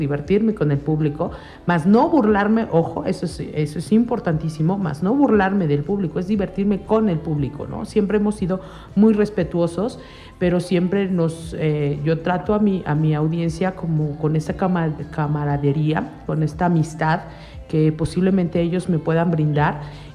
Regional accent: Amecameca, State of Mexico, Mexico; nosotros somos ciudadanos de Amecameca, del mundo, ¿no?

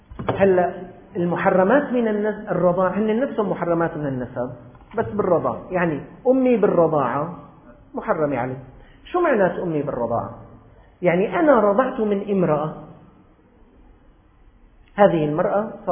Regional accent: Syria; الناس عندنا في الشام مرات بيعتقدوا

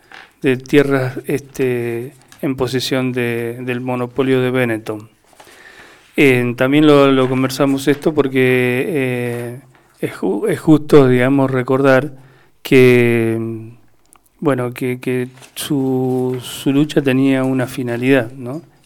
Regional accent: Mendoza, Argentina; nosotros como mendocinos tuvimos la semana pasada toda una situación bastante agitada

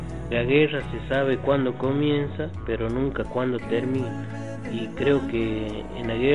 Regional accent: La Rioja, Argentina; tengo la edad de 50 años, soy de La Rioja

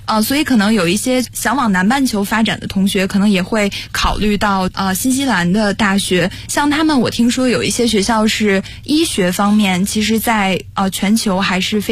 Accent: Beijing, China; 我的发小就是小的时候是在北京跟我住在同一个小区

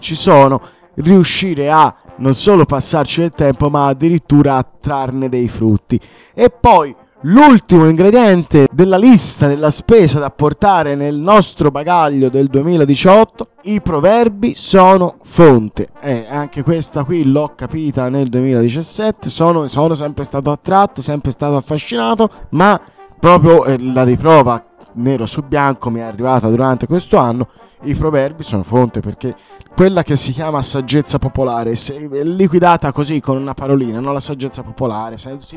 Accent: Tuscany, Italy; alla fine io sono toscano

